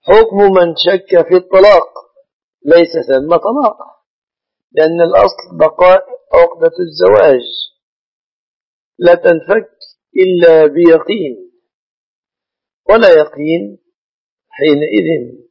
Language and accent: Arabic; Egypt; ولكن مما يتأسف عليه أنه ليس في بلادنا مصر نظام العاقلة